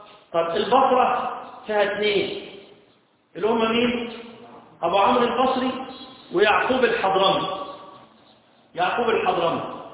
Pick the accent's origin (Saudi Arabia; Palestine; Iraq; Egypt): Egypt; Upper Egypt; مفروض قراءتنا احنا كمصريين قراءه اللي هي قراءه ورش،